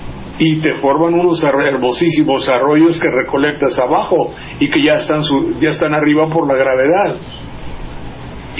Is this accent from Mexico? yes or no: yes; Veracruz, Mexico; allá en mi tierra le dicen, a Mandería le dicen la Venecia de Veracruz, porque también cuando llueve mucho, mucho se tapa todo y se inunda.